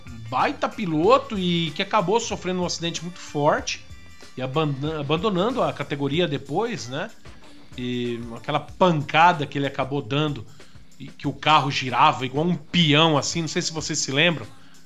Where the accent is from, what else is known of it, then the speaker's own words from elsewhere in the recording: São Paulo, Brazil; born there; Não sei porque eu nasci em São Paulo, tinha que nascer no Rio Grande do Sul.